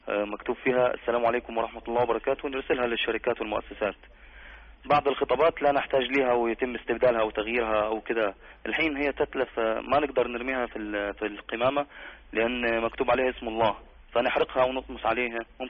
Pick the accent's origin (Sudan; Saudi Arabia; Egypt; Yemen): Egypt; أنا من مصر